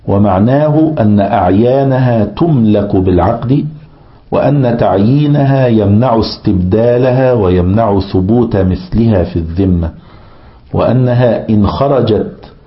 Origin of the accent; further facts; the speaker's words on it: Egypt; كان مثلا عندنا في مصر وكذا كل شوية فئات العملة